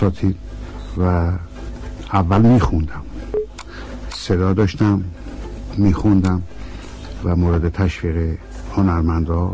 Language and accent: Persian; Isfahan, Iran; born there; در پاییز 1307 در شهر زیبا و تاریخی اصفهان در خانواده تاجر پیشه‌ای به دنیا آمدم.